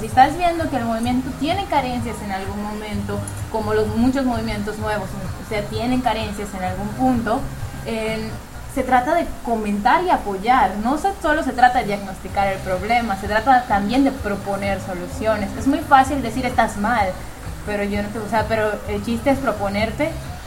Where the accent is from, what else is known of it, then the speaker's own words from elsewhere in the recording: Yucatán, Mexico; Y eso no nos quita nuestra esencia como ni mexicanos ni como yucatecos, ni niega nuestra perspectiva sexual, exacto. Yo me declaro católica, apostólica, romana, conservadora, moralina y panista